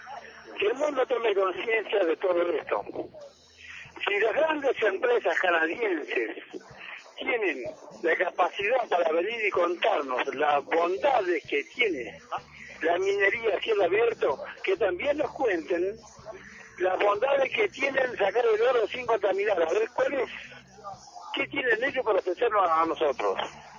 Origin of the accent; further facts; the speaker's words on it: Patagonia, Argentina; como mapuche. Yo soy originario aquí de Foschel, nací y me crié aquí en el Foschel y vivo en el Foschel de toda la vida, y me voy a morir ahí.